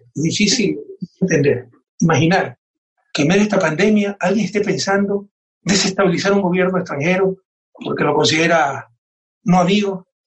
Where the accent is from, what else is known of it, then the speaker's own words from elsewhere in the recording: Guayaquil, Guayas, Ecuador; soy ecuatoriano y soy guayaquileño. Y Guayaquil, mi ciudad natal, ha servido de ejemplo a nivel mundial de lo que no debió ocurrir